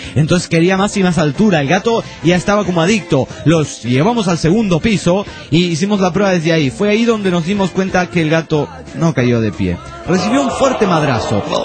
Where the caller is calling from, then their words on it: Venezuela; Hablando sobre los bichos bola, aquí en mi país se llaman coquicos.